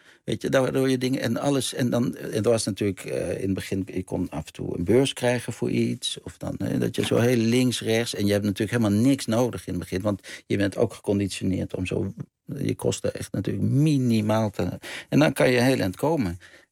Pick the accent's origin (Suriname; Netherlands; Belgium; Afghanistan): Netherlands; Amsterdam, North Holland; born there; also born or lived in Groningen; Ik ben in Amsterdam geboren. En op een gegeven moment zijn ze naar Groningen gegaan.